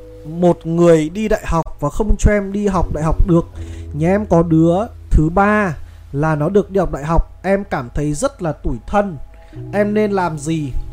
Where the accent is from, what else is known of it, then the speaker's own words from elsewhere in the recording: Hanoi, Vietnam; nói chung tôi thì cũng là người ở Hà Nội, sinh ra lớn lên ở Hà Nội